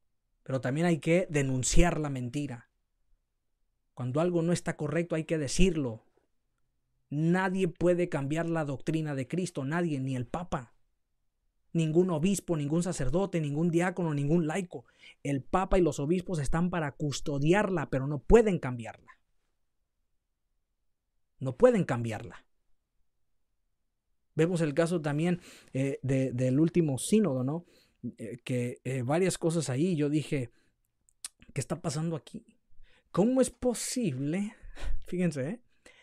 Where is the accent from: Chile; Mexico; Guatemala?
Mexico; Yo como mexicano, en los pueblos, en los ranchos